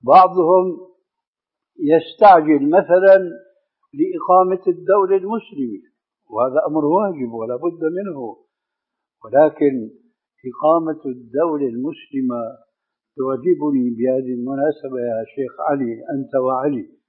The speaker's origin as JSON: {"language": "Arabic", "town": "Damascus", "region": "Damascus Governorate", "country": "Syria", "said": "كما يقولون عندنا في دمشق بدها الزكتار"}